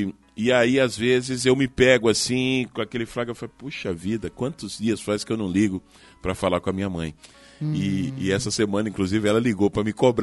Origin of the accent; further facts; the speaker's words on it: Maringá, Paraná, Brazil; moved away as an adult; Eu vim de Maringá. Em 94 eu vim de Maringá para trabalhar no rádio aqui, né?